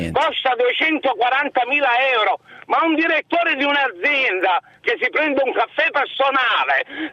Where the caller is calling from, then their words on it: Palermo, Sicily, Italy; io chiamo da Palermo, quindi sono siciliano come Cracolici